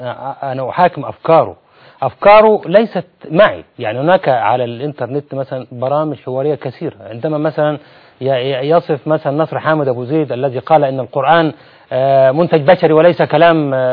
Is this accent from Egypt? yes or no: yes; Egypt; يعني هذه قضية غير مطروحة أصلا عندنا في مصر